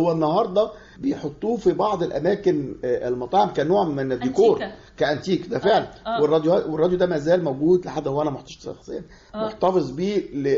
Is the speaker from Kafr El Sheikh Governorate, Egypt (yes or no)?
no; Cairo, Cairo Governorate, Egypt; انا من مصر